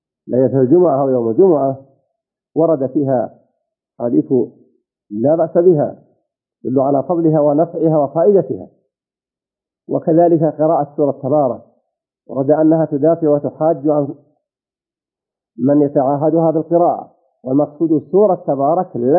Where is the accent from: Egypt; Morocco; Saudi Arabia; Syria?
Saudi Arabia; إذا كنت أنت في هذه البلاد، بلدنا المملكة العربية السعودية